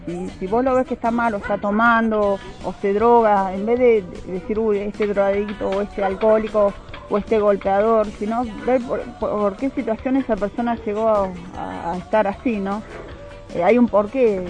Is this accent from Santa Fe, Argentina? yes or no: no; Buenos Aires, Argentina; yo me casé de Viña Moreno, pero yo no era de Moreno, no conocía, vengo de Capital.